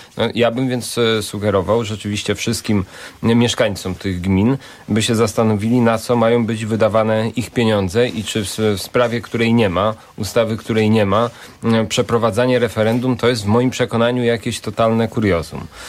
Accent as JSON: {"language": "Polish", "town": "Bydgoszcz", "region": "Kuyavian-Pomeranian Voivodeship", "country": "Poland", "said": "Ja jestem z Bydgoszczy"}